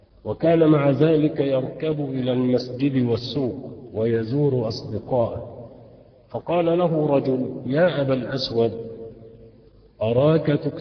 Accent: Faiyum, Faiyum Governorate, Egypt; وعندنا في الفيوم نقول لها سك يعني انصرف

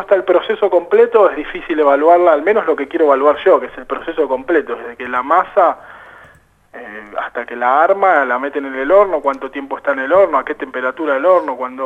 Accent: La Plata, Buenos Aires Province, Argentina; Sí, en principio porque soy de La Plata

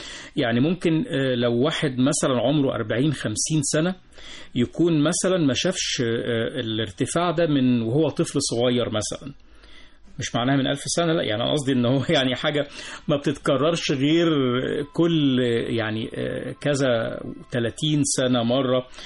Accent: Egypt; وعندنا في مصر الأوضاع أو الجو بيشهد استمرار في ارتفاع درجات الحرارة

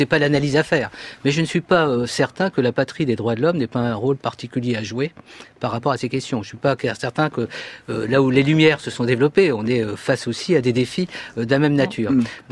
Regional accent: France; Est-ce qu'on a une parole au niveau international à porter en tant que Français

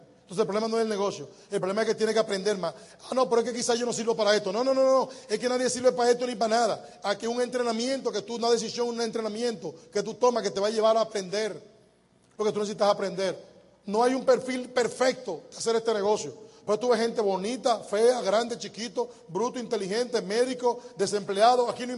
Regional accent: Dominican Republic; Yo soy dominicano para siempre.

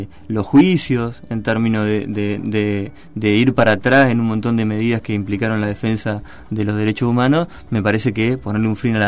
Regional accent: Argentina; me parece que como argentinos, argentinas, ciudadanos, ciudadanas, me parece que tenemos una obligación ética

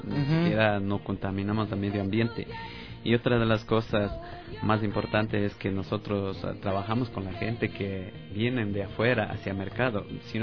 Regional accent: Ecuador; quiero solidarizar como ecuatoriano.

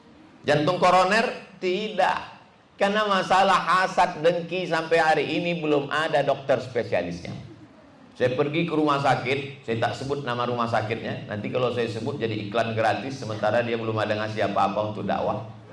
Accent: Sumatra, Indonesia; born there; Saya lahir di Sumatera sebagai orang Melayu tahun 77.

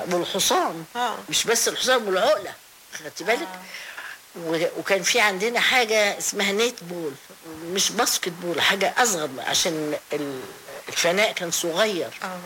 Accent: Tanta, Gharbia, Egypt; انا نشأت في طنطا لان بابايا كان دكتور فدخلت الروضة في روضة طنطا

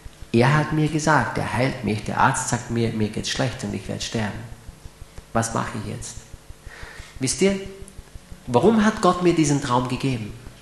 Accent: Graz, Styria, Austria; Steirer bleiben gesund, nicht wahr? Ich bin ja ein Grazer. Steirer sind gesund.

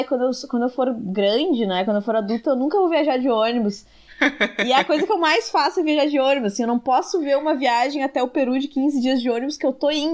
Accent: Carlos Barbosa, Rio Grande do Sul, Brazil; now in Porto Alegre, Brazil; Eu sou de Carlos Barbosa, na Serra Gaúcha.

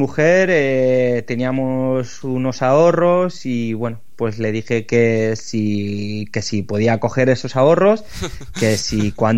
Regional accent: Lleida, Catalonia, Spain; no conozco a nadie de Madrid, yo soy de Lleida

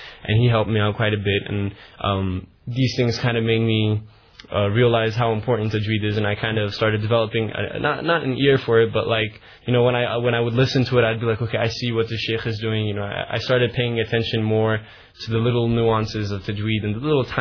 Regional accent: Baltimore, Maryland, United States; now in Houston, United States; I grew up in America. I've lived in a few different states. But mainly I grew up in Baltimore, Maryland, which is on the eastern coast by Washington, D.C. and Virginia and so on.

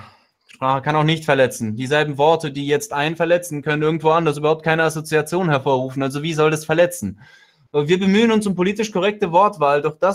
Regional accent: Russia; Ich komme ja aus Russland so, und in Russland ist es vollkommen normal

